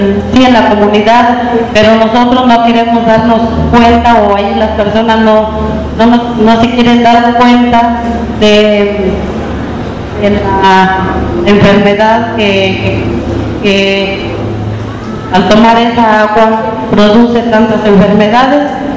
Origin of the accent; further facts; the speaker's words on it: Dolores Hidalgo, Guanajuato, Mexico; vengo del municipio de Dolores Hidalgo.